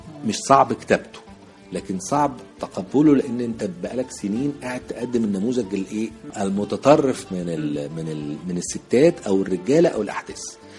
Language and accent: Arabic; Egypt; إحنا عندنا في مصر صناعية كبار على فكرة